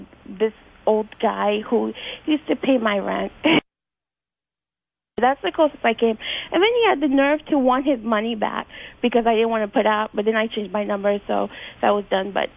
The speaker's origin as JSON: {"language": "English", "region": "New York", "country": "United States", "said": "But I'm from New York, but I used to go up there"}